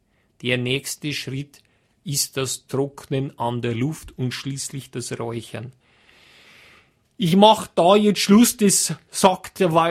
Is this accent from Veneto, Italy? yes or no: no; Trentino-Alto Adige, Italy; dann braucht schon meine ganze Kraft als Südtiroler, dass ich da widerstehen kann